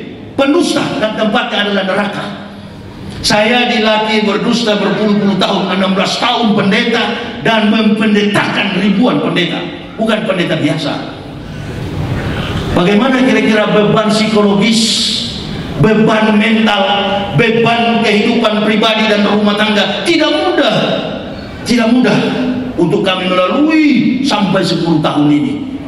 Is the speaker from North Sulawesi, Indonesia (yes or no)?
yes; Manado, North Sulawesi, Indonesia; Tidak mudah kami orang Manado bisa menembus yang namanya gerbang hidayah kalau bukan karena kecakapan intelektual.